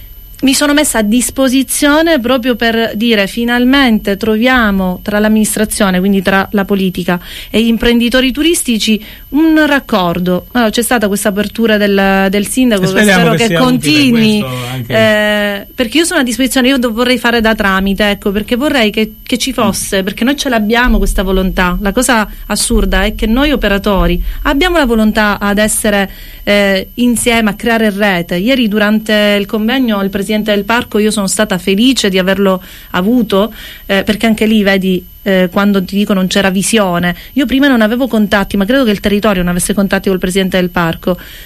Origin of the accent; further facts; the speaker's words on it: Sicily, Italy; now in Cefalù, Italy; a Cefalù da 13, altri 7 insomma li ho fatti sulle Madonie, perché io vengo da Polizia, anche se ora mi sento cefaludese a tutti gli effetti.